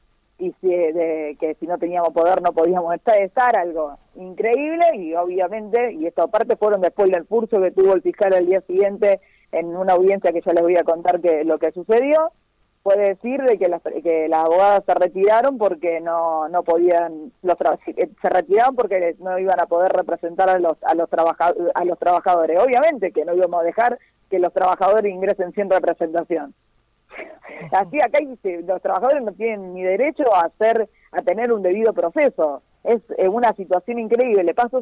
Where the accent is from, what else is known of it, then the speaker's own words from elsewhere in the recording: Rosario, Santa Fe, Argentina; now in Reconquista, Argentina; ambas somos rosarinas, yo ahora estoy en Reconquista, iba y venía de Rosario antes de la pandemia, ahora hace 150 días que estoy acá